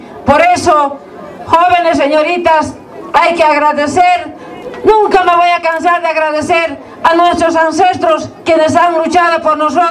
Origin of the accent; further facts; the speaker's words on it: Bolivia; gracias al trabajo conjunto de cada uno de nosotros como bolivianos unidos